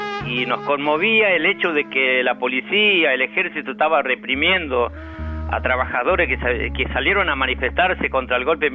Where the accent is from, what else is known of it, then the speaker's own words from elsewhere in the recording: Breapozo, Santiago del Estero, Argentina; Yo vivía en el campo, allá en mi provincia natal, que es Santiago del Estero, y estaba a 80 kilómetros de distancia de la ciudad capital al lugar donde yo... donde nací. No, es un paraje, el paraje es Breapozo, es el paraje donde yo, de donde soy natural.